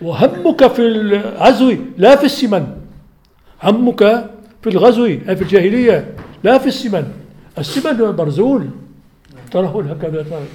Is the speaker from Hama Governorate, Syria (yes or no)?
no; Aleppo, Aleppo Governorate, Syria; وهو عندنا في حلب